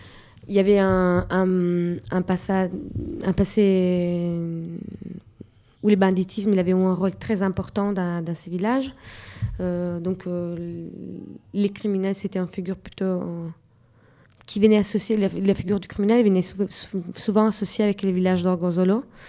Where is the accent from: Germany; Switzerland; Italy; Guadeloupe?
Italy; French is a second language; now in France; je suis italien, mais ne savent pas que je suis pas sarde.